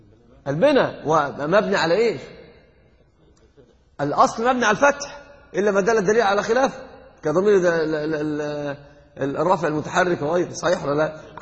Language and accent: Arabic; Egypt; الحب بهدله كما يقولون عندنا في مصر حقا، يعني عندنا في مصر يقولون كلمه من العجب